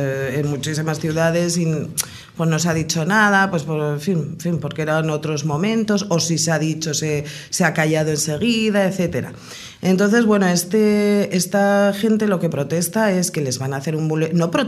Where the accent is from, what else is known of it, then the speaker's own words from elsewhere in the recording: Pamplona, Navarre, Spain; yo por ejemplo que vengo de Pamplona